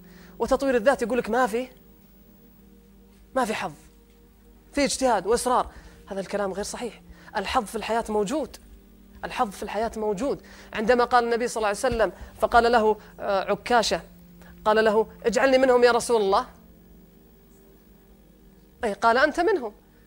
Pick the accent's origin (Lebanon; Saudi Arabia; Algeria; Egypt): Saudi Arabia; لذلك إحنا عندنا في السعودية نسبة اللي يصدر من الأموال للخارج 96 مليار سنويا